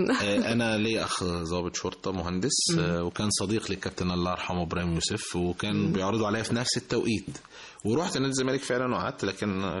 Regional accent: Egypt; also born or lived in Saudi Arabia; حتى انا ممكن اتولدت في السعوديه كنت بلعب كوره هناك بس برضو. في جنب البيت وكده, وبعد كده لما جيت مصر كملت

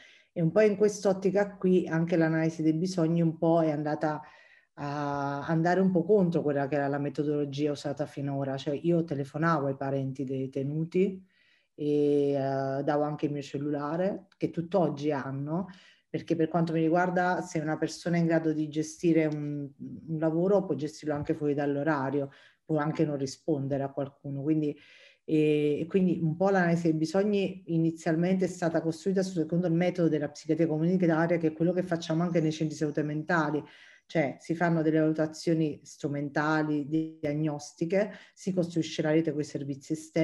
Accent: Castellammare di Stabia, Campania, Italy; io sono campana, sono di Castellammare di Stabia, che è un paese ad alto contenuto camorristico.

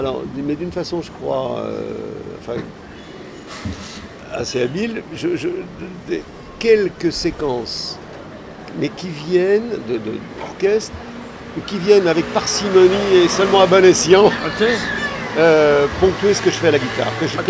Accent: Pays de la Loire, France; moi je suis originaire de la Mayenne et je suis près d'une ville qui sonne bien au Québec

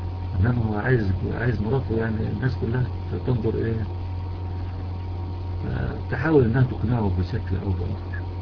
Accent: Egypt; بخلاف عندنا في مصر مثلا لم يحدث تغيير واضح

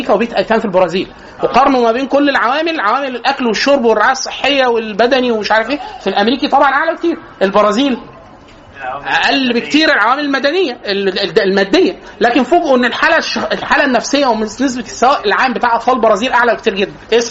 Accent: Egypt; احنا عندنا في مصر لازم نفترق مطبات عند النور

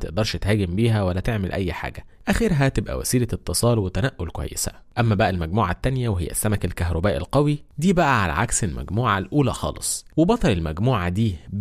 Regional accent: Egypt; واللي بنسميها عندنا في مصر القرموط

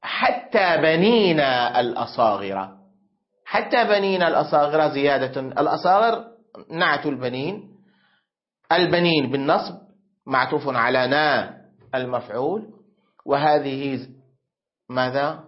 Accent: Syria; عندنا في سوريا يقولون لا تأكل السمك واللبن وتدخل بعدها حمام الاغتسال بعد العصر، هذه حكايات جدتي

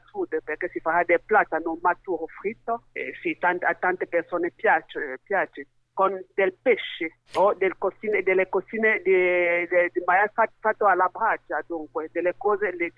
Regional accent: Cameroon; Italian is a second language; now in Bologna, Italy; Vengo dal Camerun, sì. Ormai sono in Italia da 15 anni, rifugiata politica.

